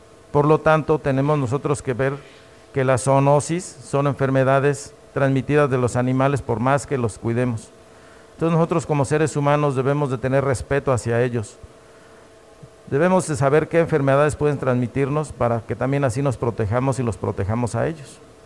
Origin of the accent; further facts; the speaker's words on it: Cuilapan de Guerrero, Oaxaca, Mexico; nacido hace 55 años aquí en Cuilapan de Guerrero.